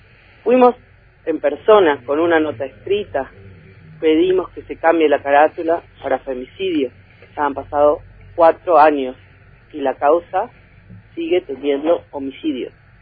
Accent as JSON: {"language": "Spanish", "town": "Bariloche", "region": "Río Negro", "country": "Argentina", "tie": "born or raised there", "said": "Porque este es mi pueblo. Yo puedo hablar desde acá, podemos tener una mirada provincial"}